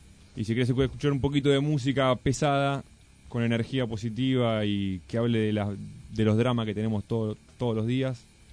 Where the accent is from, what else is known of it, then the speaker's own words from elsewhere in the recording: Paso del Rey, Buenos Aires Province, Argentina; Somos 2 de Paso del Rey, otros 2 chicos son de Hurlingham, ¿no?